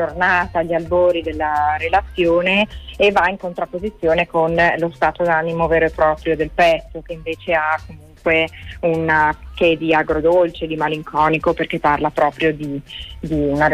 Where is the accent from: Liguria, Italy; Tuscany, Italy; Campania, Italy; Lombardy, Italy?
Liguria, Italy; Genoa; Io sono a Genova, quindi sono nella mia città natale, dove vivo da ormai diversi anni